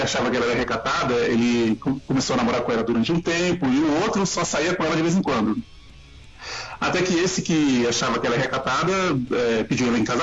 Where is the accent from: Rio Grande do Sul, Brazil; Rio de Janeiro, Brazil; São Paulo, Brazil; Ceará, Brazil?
São Paulo, Brazil; Eu cresci no Jardim Peri, é uma favela aqui de São Paulo.